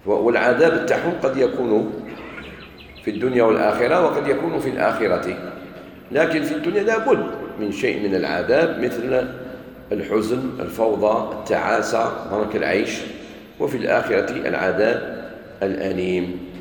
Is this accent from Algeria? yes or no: yes; Algeria; احنا عندنا في الجزائر الحمد لله من البكري جدودنا